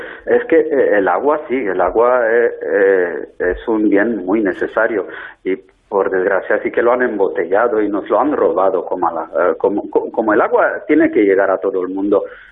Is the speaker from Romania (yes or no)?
yes; Lugoj, Timiș County, Romania; Spanish is a second language; Os saludo desde Rumanía, porque en estas fechas navideñas sí que estoy pasando unos días aquí en mi país natal, en mi ciudad natal de Rumanía, en Lugos, que es como Lugo, el español, pero terminando en J.